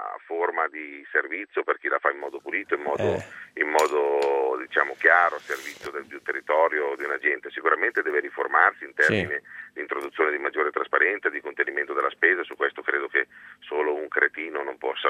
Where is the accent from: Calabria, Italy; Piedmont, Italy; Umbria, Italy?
Piedmont, Italy; Ma guardi, in Piemonte siamo piemontesi